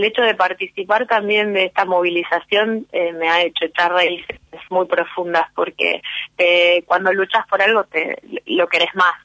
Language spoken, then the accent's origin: Spanish; San Miguel, Buenos Aires Province, Argentina; now in Esquel, Argentina; Soy de San Miguel, así que por eso conozco Moreno, le decía la productora, pero ya hace muchos años que vivo acá en Esquel.